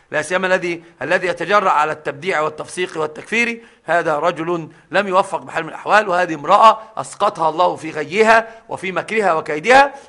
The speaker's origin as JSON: {"language": "Arabic", "region": "Upper Egypt", "country": "Egypt", "said": "يحلفون عندنا في الصعيد بالبخاري، يحسبونه قرآنا."}